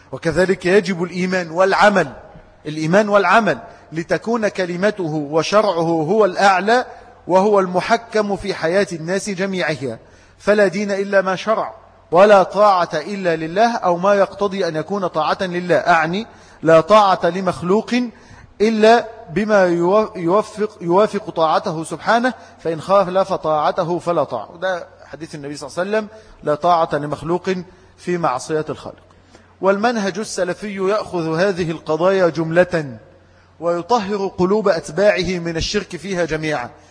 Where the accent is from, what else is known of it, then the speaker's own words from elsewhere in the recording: Egypt; إن عندنا في مصر من ثبت على هذا الحق